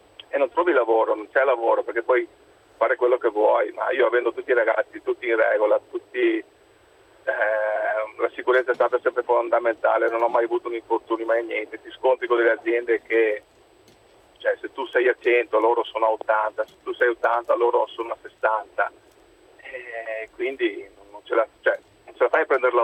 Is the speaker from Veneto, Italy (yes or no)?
yes; Treviso, Veneto, Italy; Adesso da luglio abbiamo iniziato a avere la crisi, sono di Treviso.